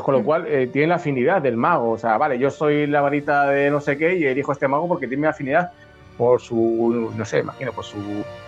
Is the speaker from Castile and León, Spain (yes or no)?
yes; Valladolid, Castile and León, Spain; yo que soy de Valladolid, que hay un montón de castillos todavía en pie